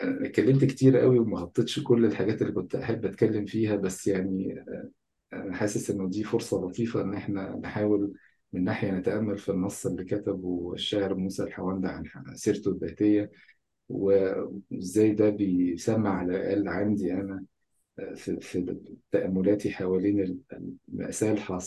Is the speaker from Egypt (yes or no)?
yes; Egypt; born there; يعني انا شايف انه مهم، بما انه انا اتولدت في مصر وبما انه ناس كتير مننا مصريين